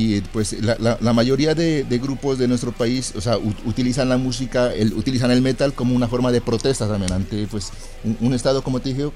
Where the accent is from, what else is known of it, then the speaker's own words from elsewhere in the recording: Pasto, Nariño, Colombia; Pero pues en Pasto, de donde soy, de donde vengo, hubo un momento donde se abrió una ola de metal